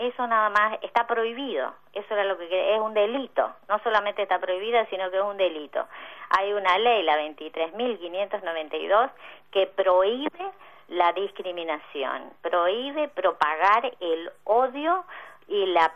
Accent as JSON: {"language": "Spanish", "region": "Corrientes", "country": "Argentina", "said": "Sí, soy correntina, sí."}